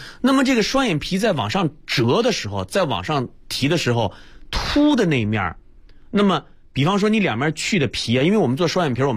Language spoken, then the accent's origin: Chinese; Northeast China, China; 对，你是东北人，我也是东北人。